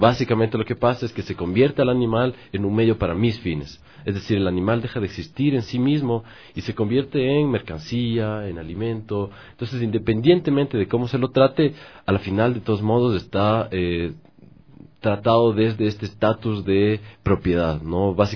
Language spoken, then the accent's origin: Spanish; Ecuador; que es la alimentación, diríamos, usual de nosotros como ecuatorianos